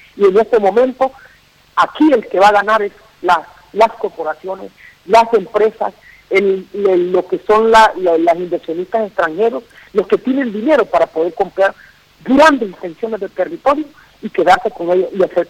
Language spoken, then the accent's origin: Spanish; Honduras; estamos enfrentando como pueblo hondureño